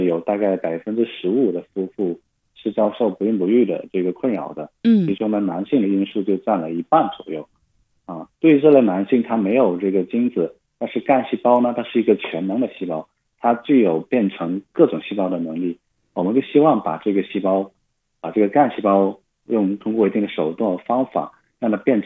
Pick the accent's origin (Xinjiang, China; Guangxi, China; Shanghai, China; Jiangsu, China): Guangxi, China; Yulin; now in Beijing, China; 对，我家乡是广西玉林。